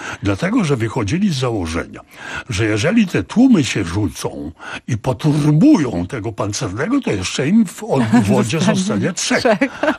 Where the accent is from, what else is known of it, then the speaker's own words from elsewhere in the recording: Silesian Voivodeship, Poland; że ja pochodzę ze Śląska